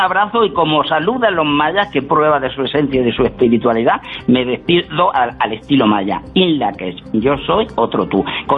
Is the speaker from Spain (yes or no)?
yes; Spain; te voy a recordar una cosa como españoles que somos